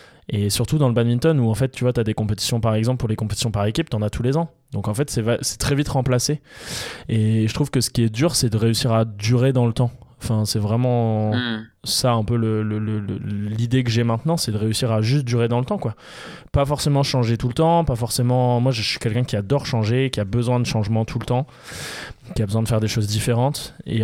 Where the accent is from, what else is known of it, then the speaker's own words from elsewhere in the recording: Hauts-de-France, France; à Liévin, donc près de chez moi puisque je suis du Nord